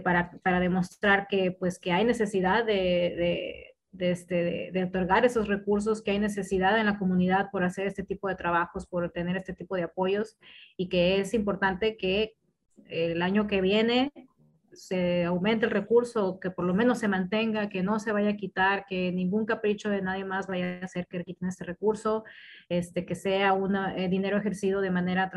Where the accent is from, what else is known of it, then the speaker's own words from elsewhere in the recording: Sonora, Mexico; no estamos enojadas, somos de Sonora.